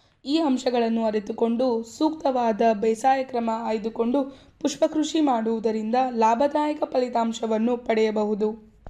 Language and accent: Kannada; Bidar, Karnataka, India; ನಾನು ಮೂಲತಃ ಬೀದರ್ನವಳು.